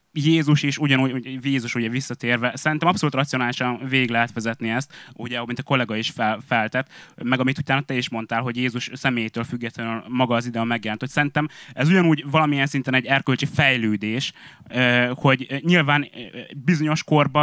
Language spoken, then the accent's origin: Hungarian; Budapest, Hungary; Pesti vagyok